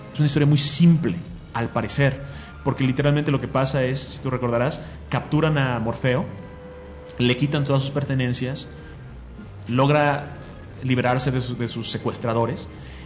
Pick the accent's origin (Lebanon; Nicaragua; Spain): Lebanon; Y yo soy libanés, yo tengo descendencia árabe